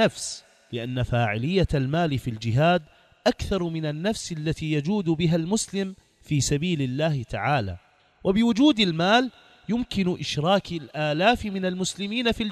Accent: Iraq; على ديننا وعلى بلدنا العراق جمجمة العرب

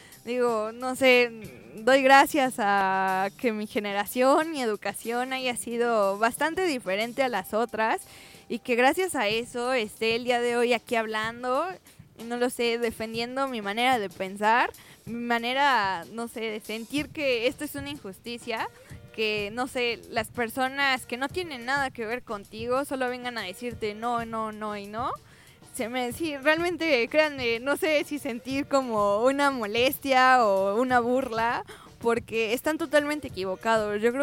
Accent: Mexico; Y pues como mexicanos

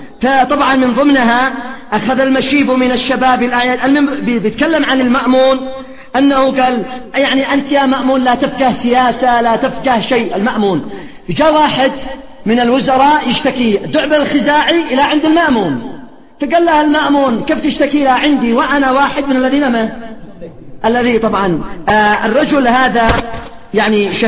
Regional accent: Yemen; هذا الرجل يسمى أمير شعراء اليمن. تصوروا الآن لو هذا الرجل في بلد آخر غير بلدنا

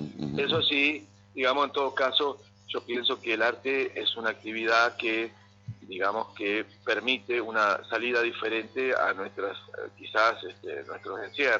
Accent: Concordia, Entre Ríos, Argentina; Yo soy de Concordia, estoy ahí, voy y vengo, uh-huh. La verdad es que voy y vengo, pero es mi ciudad, es mi lugar, es mi paisaje

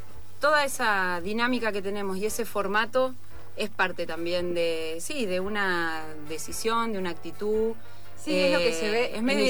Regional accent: Huatraché, La Pampa, Argentina; Es mi pueblo y hay un teatro muy lindo, muy antiguo, donde queríamos actuar.

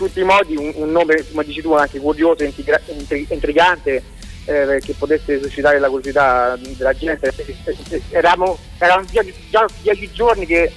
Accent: Rome, Lazio, Italy; Noi siamo di Roma.

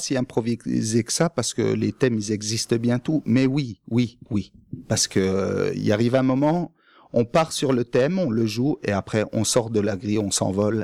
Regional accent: Grand Est, France; Il est de Brest, moi, je suis des Vosges, donc on est opposés.

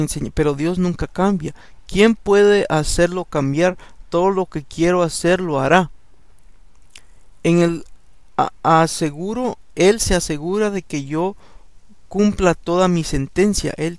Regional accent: El Salvador; Cuando yo estaba chico, yo crecí en El Salvador.

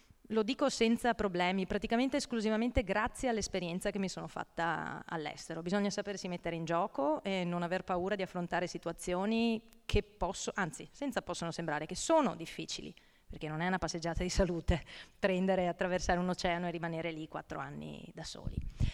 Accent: Cappella Maggiore, Veneto, Italy; io in realtà sono originaria vicino a Vittorio Veneto, questo è il mio paesino natale, 6.000 anime, nel vittoriese. E si chiama Cappella Maggiore, che di maggiore non ha molto perché appunto è proprio piccino. E nel mio percorso di studi appunto poi mi sono trasferita a Padova

